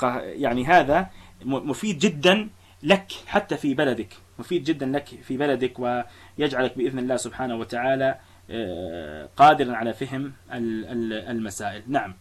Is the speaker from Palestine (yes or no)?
yes; Palestine; يعني إحنا عندنا في فلسطين لا يوجد مذهب فعليا